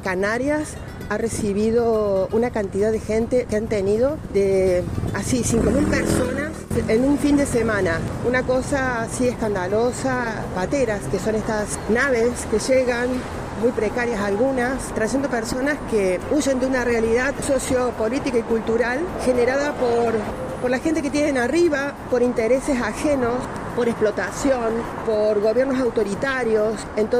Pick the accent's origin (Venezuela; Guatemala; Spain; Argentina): Argentina; pero como argentino cuesta mucho devolver ese favor